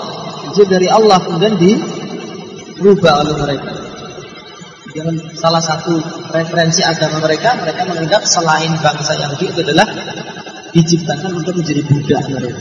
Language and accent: Indonesian; Java, Indonesia; Kita tidak gengsi, kita orang Jawa. Kita orang Indonesia, kita tidak gengsi.